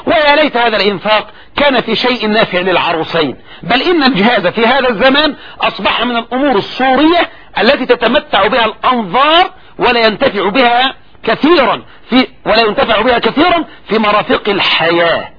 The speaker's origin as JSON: {"language": "Arabic", "country": "Egypt", "said": "طبعا هذا عندنا في مصر، وان كان الحمد لله قل الان"}